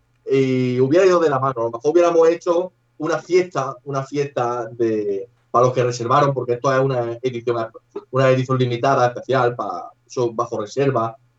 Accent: Andalusia, Spain; accent: Andalusian; moved away as an adult; now in Valencia, Spain; En 5 años que llevo aquí no soy muy de que se me peguen los acentos. Además soy un andaluz bastante cerrado hablando.

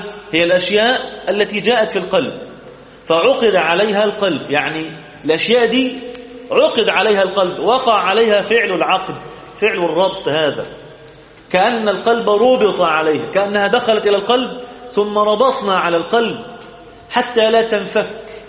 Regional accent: Egypt; إحنا بقى كمصريين طبعا

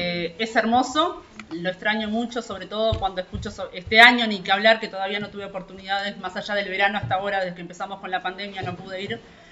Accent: Rivera, Uruguay; viví toda mi infancia allá, parte de mi adolescencia, tuve que salir del pueblo cuando fui a estudiar magisterio, me fui a la propia ciudad de Rivera.

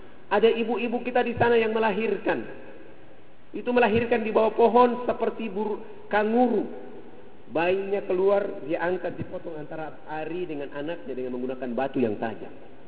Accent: Papua, Indonesia; Rambut kami orang Irian itu kalau belum kena air dengan sampo, itu rambut tenang-tenang saja.

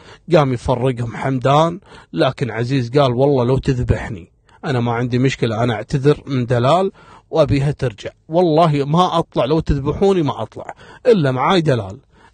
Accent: Kuwait; وتدخل كلية عندنا في الكويت، كلية التربية.

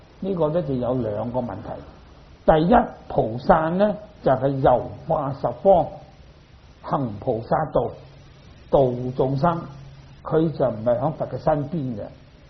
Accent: China; 不过我哋中国人咧，可以有一种咧唔好嘅习惯

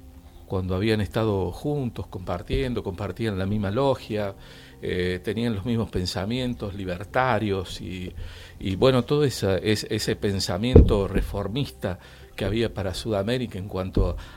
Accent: Argentina; en este país, más allá de que somos ciudadanos de la República Argentina, somos hermanos

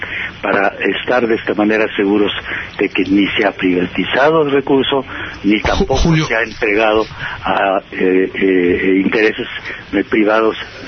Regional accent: Chihuahua, Mexico; Aquí visitando la familia, aquí yo soy de Chihuahua y será bueno dar una vueltecita a ver cómo están haciendo con la ciudad.

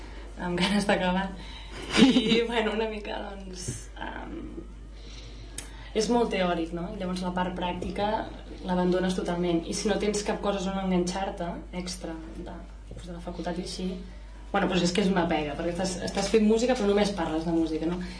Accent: Calaf, Catalonia, Spain; No, en realitat, doncs clar, vivim a prop, no? Ella és d'Igualada, jo sóc de Calaf

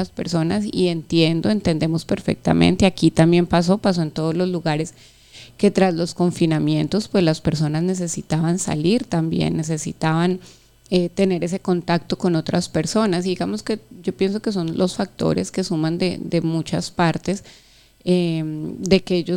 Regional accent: Colombia; porque todos somos colombianos, somos hijos de la misma patria, somos hermanos

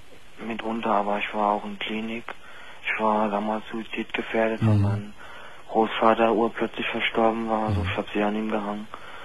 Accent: Berlin, Germany; Also ich bin gebürtiger Berliner. Wenn man zwar nicht raushört, aber es ist mal so.

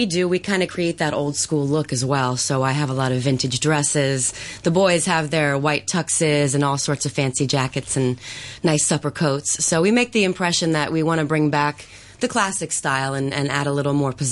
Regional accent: Illinois, United States; Well, I'm originally from Illinois in the States, and my father was in big band AM side radio.

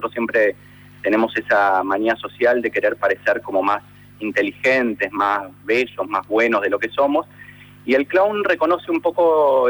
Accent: Argentina; que es lo que nos da entidad a nosotros como argentinos

